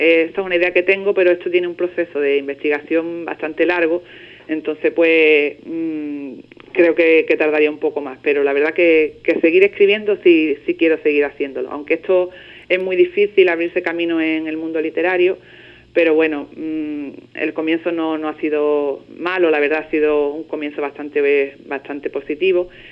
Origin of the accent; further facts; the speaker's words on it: Ubrique, Andalusia, Spain; Os vais a sorprender cuando lo leáis porque aparece mi pueblo por todos los rincones, vamos. En la vida real de la niña, pues aparece Ubrique, pues en toda su esencia, vamos.